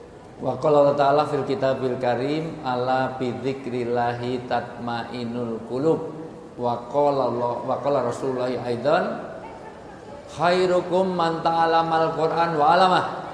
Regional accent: Java, Indonesia; Saya asli orang Jawa, di dalam tradisi Jawa orang tua disebut sepuh.

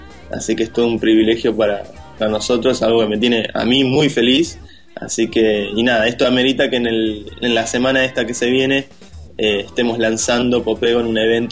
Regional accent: Argentina; Y sí, somos los únicos de Argentina, así que venimos así con algo.

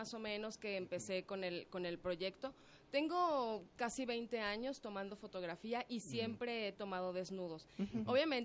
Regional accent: Mexico City, Mexico; Guadalajara es muy así, yo soy chilanga.

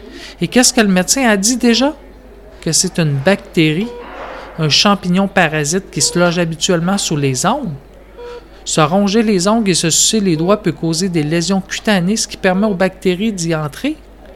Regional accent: Chicoutimi, Quebec, Canada; je viens du Saguenay, de Chicoutimi, et j'ai un gros attachement à ma région natale.

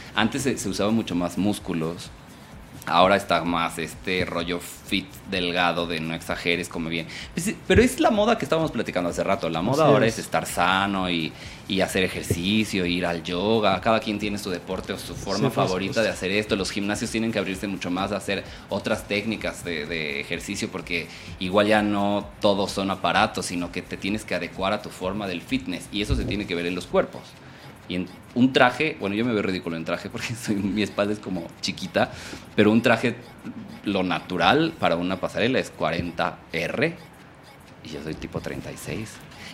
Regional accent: Puebla, Mexico; Ay, soy de Puebla, no soy norteño.

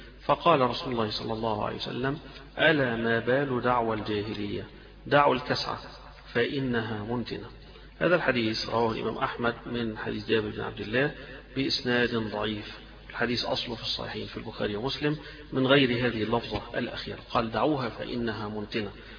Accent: Alexandria, Alexandria Governorate, Egypt; إحنا اسكندرانية نضربوا الصعيدة، نضربوا البحرية

